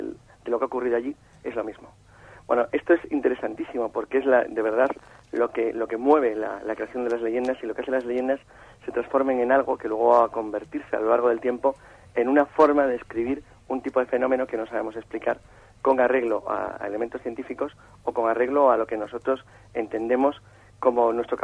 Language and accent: Spanish; Santander, Cantabria, Spain; moved away as an adult; now in Madrid, Spain; en marzo del año 90, que es cuando yo vengo de Santander a Madrid, me vengo a vivir a Madrid